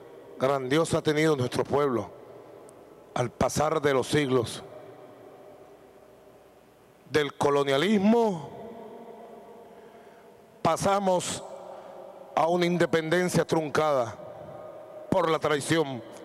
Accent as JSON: {"language": "Spanish", "country": "Venezuela", "said": "nosotros los revolucionarios venezolanos, los patriotas venezolanos"}